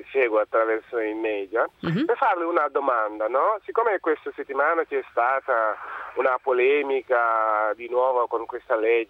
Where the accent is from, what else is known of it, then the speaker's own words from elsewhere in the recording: Senegal; Io sono originario del Senegal.